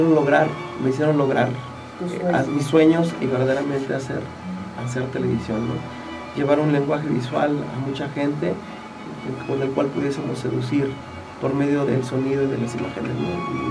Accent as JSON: {"language": "Spanish", "town": "Jiutepec", "region": "Morelos", "country": "Mexico", "said": "yo soy de aquí de Jutepec"}